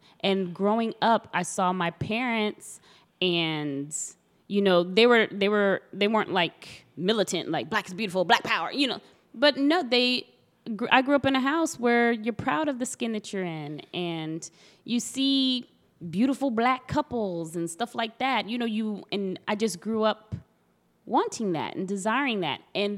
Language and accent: English; Texas, United States; because I'm from Texas, and University of Texas was really big with the affirmative action lawsuits